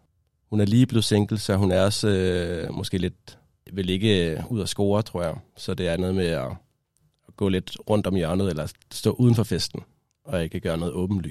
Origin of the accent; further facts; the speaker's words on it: Odense, Region of Southern Denmark, Denmark; now in Copenhagen, Denmark; Den starter i 2011, hvor jeg er taget fra Odense til København. Det var en stor ting for mig at komme fra Odense til København